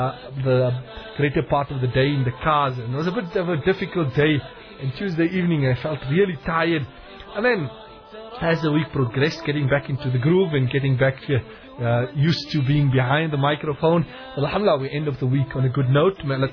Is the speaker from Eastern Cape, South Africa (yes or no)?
yes; Port Elizabeth, Eastern Cape, South Africa; that I spent in Port Elizabeth, in my hometown.